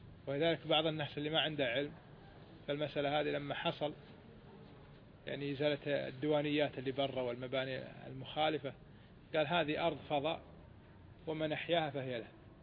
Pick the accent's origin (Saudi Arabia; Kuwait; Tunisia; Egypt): Kuwait; الآن صار معروف حتى عندنا في الكويت